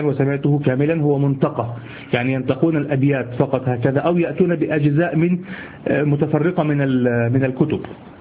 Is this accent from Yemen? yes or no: no; Egypt; عندنا في مصر